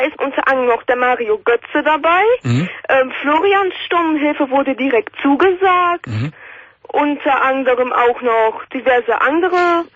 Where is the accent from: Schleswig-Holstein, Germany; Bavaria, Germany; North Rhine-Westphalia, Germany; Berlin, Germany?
North Rhine-Westphalia, Germany; Eschweiler; Nee, ich komme aus Aachen.